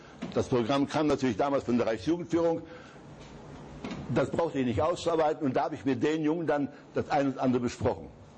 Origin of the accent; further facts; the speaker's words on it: Zabrze, Silesian Voivodeship, Poland; Beuthen liegt von Hindenburg, von meiner Heimat, immerhin 15 Kilometer entfernt.